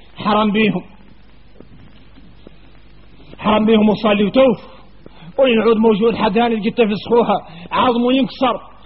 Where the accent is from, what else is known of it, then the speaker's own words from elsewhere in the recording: Mauritania; يا غالي احنا موريتاني بين الحسد